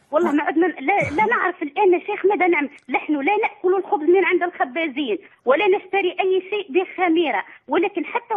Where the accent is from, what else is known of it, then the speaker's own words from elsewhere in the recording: Algeria; احنا من الجزائر